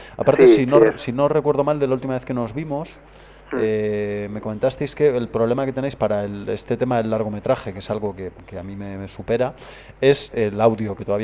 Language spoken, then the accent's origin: Spanish; Spain; O van un español, y yo como español, un alemán.